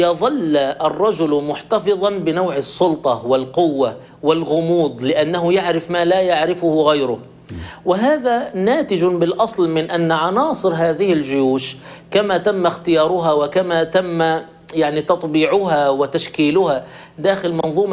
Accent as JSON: {"language": "Arabic", "country": "Egypt", "said": "ونحن كان طيب عندنا في مصر كاتب يساري ساخر"}